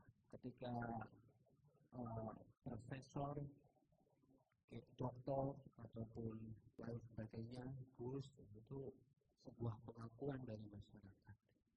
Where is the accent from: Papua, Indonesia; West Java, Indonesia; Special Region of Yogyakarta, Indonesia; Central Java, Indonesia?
Central Java, Indonesia; Kebumen; asal saya itu Kebumen.